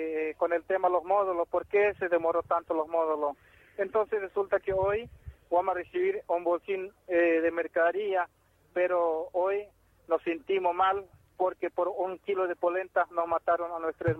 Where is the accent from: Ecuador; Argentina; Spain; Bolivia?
Argentina; Acá somos argentinos, somos indios, somos Toba, Iñacom, pero también somos ciudadanos de esta querida patria argentina.